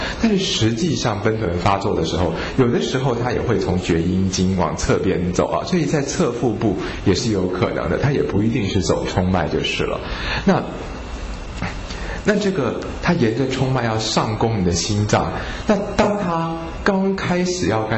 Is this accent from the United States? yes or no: no; Hong Kong; 我们香港人呢俗话有一句叫做趁你需要你命啊